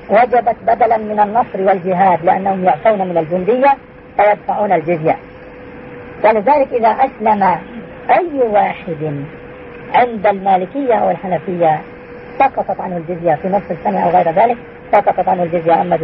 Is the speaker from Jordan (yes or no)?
yes; Jordan; الآن 48% إلى 50% من القضاة نصارى عندنا في الأردن.